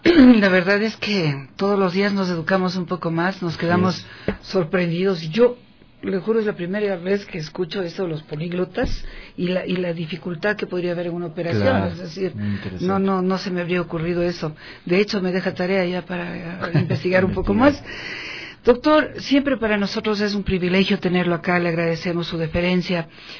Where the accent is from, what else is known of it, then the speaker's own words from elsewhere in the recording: Ecuador; Y nosotros como ecuatorianos solamente le decimos gracias y nos sentimos absolutamente orgullosos de usted.